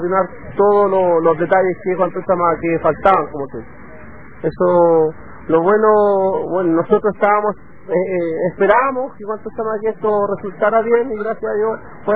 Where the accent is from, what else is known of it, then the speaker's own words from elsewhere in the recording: Chile; nosotros somos chilenos, como se dice.